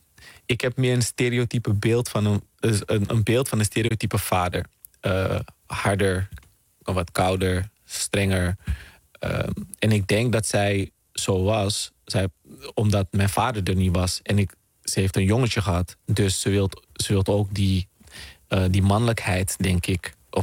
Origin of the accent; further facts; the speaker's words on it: Netherlands; born there; Ik ben hier geboren in Nederland, maar ik was toen in Suriname bij mijn oma. Dus, want mijn moeder was hier aan het studeren. Vervolgens werd mijn opa ziek. Die werkte ook in Nederland. En is mijn oma met mij naar Nederland gekomen.